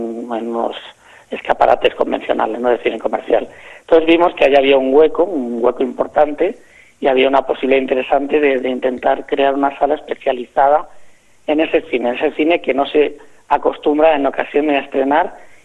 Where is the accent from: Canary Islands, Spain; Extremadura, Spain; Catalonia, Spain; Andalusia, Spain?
Catalonia, Spain; Sitges; Yo soy de Sitges, yo soy nacido en Sitges, criado en Sitges.